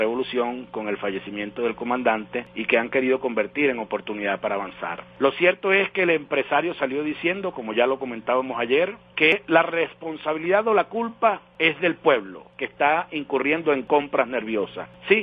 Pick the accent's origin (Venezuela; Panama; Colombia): Venezuela; a nosotros nos hizo definitivamente sentirnos orgullosos como venezolanos.